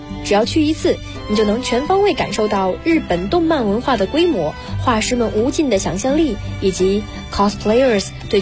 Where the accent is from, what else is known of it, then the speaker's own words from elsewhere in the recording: Dalian, Liaoning, China; 后来得知我们是大连人后更是非常开心